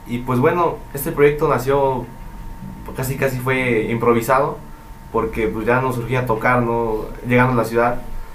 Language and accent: Spanish; Tamaulipas, Mexico; Nosotros venimos de Tamaulipas, del estado de Tamaulipas. Estuvimos viviendo ya 4 años.